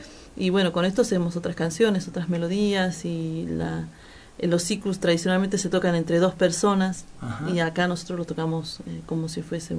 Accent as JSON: {"language": "Spanish", "town": "Iruya", "region": "Salta", "country": "Argentina", "said": "No, yo soy de Finca Santiago de Iruya, que es en la provincia de Salta."}